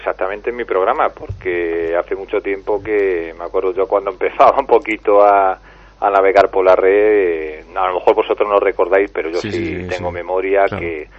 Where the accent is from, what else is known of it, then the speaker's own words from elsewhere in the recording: Toledo, Castilla-La Mancha, Spain; Era un antiguo caserón que estaba cerca de la Plaza de Toros de Toledo.